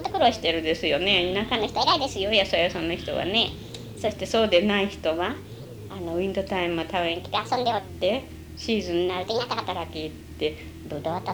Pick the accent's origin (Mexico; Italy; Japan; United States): United States; アメリカで育ったから